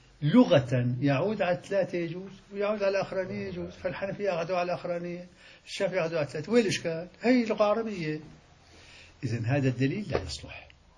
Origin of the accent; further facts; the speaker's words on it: Syria; هذا مثل عندنا في الشام اسمه 10 بلدي